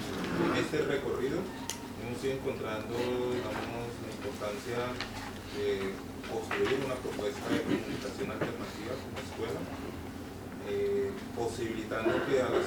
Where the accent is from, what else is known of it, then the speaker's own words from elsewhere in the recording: Cali, Valle del Cauca, Colombia; yo vengo de Cali, Colombia.